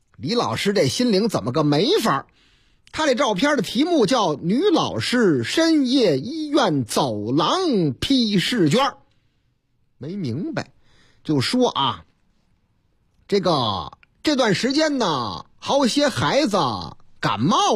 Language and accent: Chinese; Chongqing, China; 我老家重庆